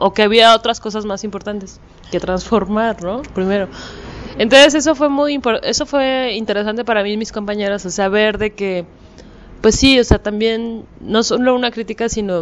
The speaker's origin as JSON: {"language": "Spanish", "country": "Mexico", "said": "pues yo soy de México y eso lo viví en Chiapas, ¿no?"}